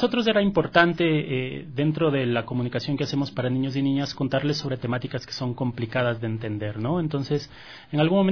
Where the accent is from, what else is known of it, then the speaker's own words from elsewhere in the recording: Ecuador; quienes hacemos el Capitán Escudo, pues somos todos ecuatorianos.